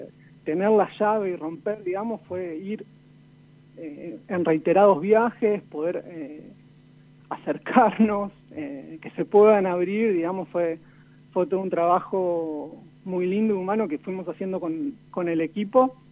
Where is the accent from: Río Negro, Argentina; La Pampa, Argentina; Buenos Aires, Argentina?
La Pampa, Argentina; Santa Rosa; born there; Yo nací en Santa Rosa, La Pampa.